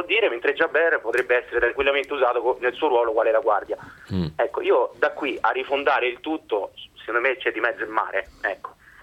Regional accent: Rome, Lazio, Italy; now in Milan, Italy; io sono un romano esiliato a Milano

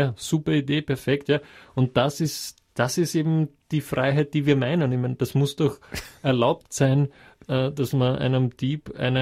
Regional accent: Texas, United States; Das ist bei uns halt in Amerika, wo wir so weit auseinander wohnen manchmal. Gerade bei uns in Texas ist das wirklich ein Thema.

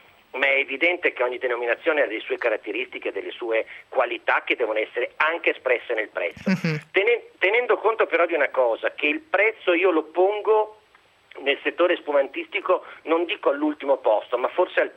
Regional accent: Emilia-Romagna, Italy; Come emiliano

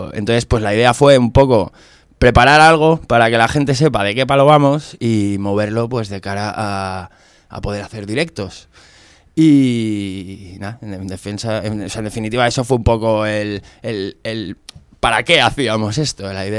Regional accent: Community of Madrid, Spain; yo soy guitarra madrileño

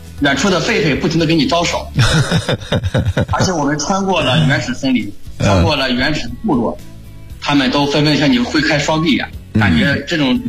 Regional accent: China

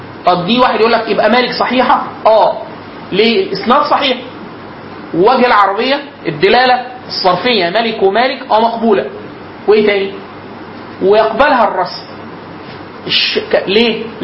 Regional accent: Upper Egypt, Egypt; accent: close to Cairene; فانا مثلا انا راجل من الصعيد, عشت طول حياتي لغايه سنه 2005 في الصعيد خلاص

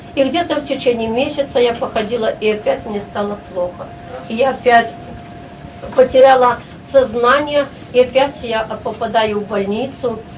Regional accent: Belarus; я родом отсюда, с Белоруссии, назад возвратиться домой

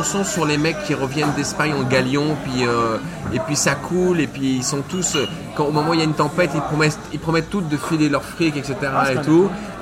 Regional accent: Paris, Île-de-France, France; born there; Je suis né à Paris. Ma mère est mon père est parisien et ma mère est marseillaise. Ce qui fait que je naviguais beaucoup entre les deux.

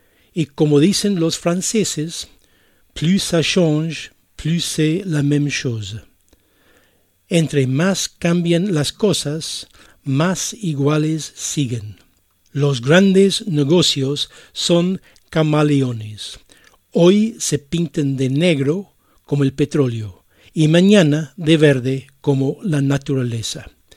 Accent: Ireland; Spanish is a second language; Y los invito a escuchar una canción de mi país natal, Irlanda.

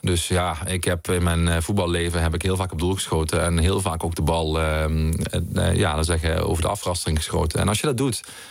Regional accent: Heerlen, Limburg, Netherlands; Dat is de wijk waar ik ben opgegroeid in Heerlen.

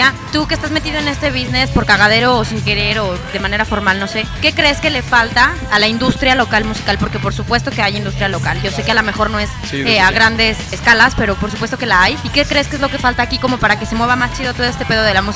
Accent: San Juan, Puerto Rico; soy de San Juan, de Puerto Rico.

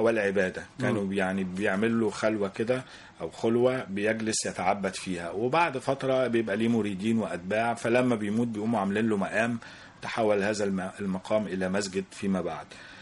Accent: Mansoura, Dakahlia, Egypt; المنصورة دي طبعا ايه يعني عشق الاول، لان فيها جزوري ومسقط رأسي، و يعني رغم ان انا قضيت جزء بسيط من طفولتي فيها

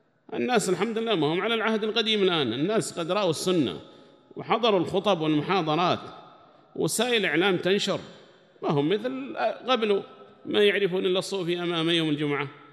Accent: Yemen; وأما نحن لله الحمد وسع الله علينا في بلدنا اليمن

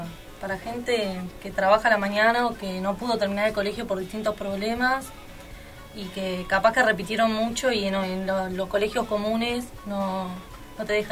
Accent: Buenos Aires, Argentina; soy de Liniers, tengo 20 años

